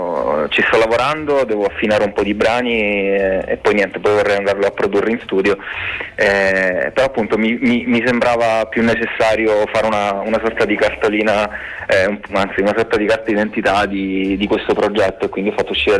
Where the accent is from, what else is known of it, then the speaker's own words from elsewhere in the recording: Calabria, Italy; moved away as an adult; now in Bologna, Italy; appena arrivato qui a Bologna, visto che sono un calabrese, arrivato qui per studiare